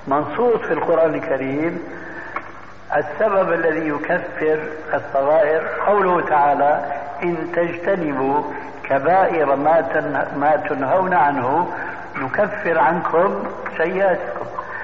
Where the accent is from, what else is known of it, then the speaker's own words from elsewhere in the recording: Syria; وكما يقول عندنا في سوريا